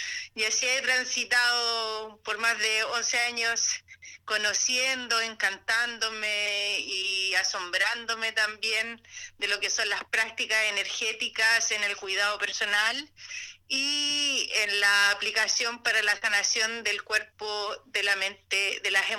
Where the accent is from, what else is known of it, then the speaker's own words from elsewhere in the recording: San Antonio, Valparaíso, Chile; soy del puerto de San Antonio